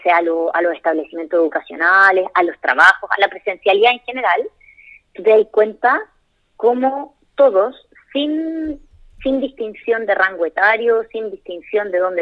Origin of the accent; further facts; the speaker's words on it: Chile; ¿Cómo lo traemos a Chile? ¿Cómo lo hacemos real, pero en mi país, para nuestra gente?